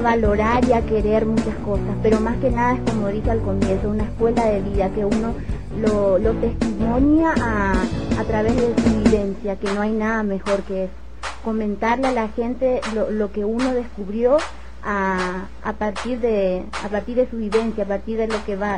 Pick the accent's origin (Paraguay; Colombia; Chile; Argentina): Paraguay; como dijo mi compañera, soy de Paraguay. Les cuento un poquito, tengo 26 años.